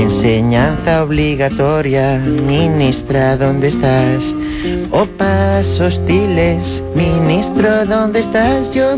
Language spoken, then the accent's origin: Spanish; Manresa, Catalonia, Spain; Ah, vale. Soy de Manresa.